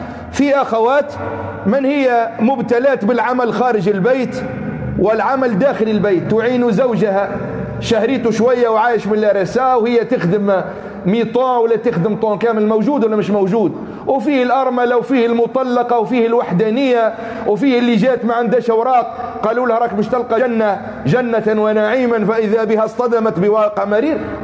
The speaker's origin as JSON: {"language": "Arabic", "country": "Tunisia", "said": "اعتدنا في بعض المناطق عندنا في تونس يوم العيد تهدى المرأة هدية يسموها هدية الماء والملح"}